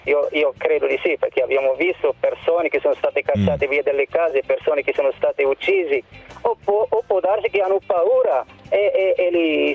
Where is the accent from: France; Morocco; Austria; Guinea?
Morocco; Italian is a second language; now in Italy; Vengo dal Marocco, non ho mai visitato un paese arabo